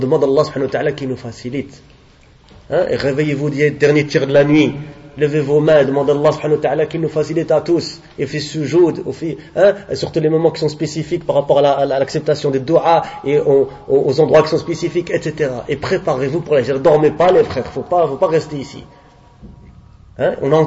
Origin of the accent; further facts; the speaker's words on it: Morocco; On leur dit, viens chez nous au Maroc, viens, marhaban. Viens chez nous dans nos pays musulmans.